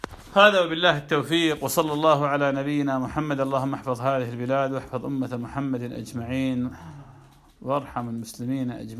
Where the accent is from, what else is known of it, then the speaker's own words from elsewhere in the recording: Iraq; كان عندنا بالعراق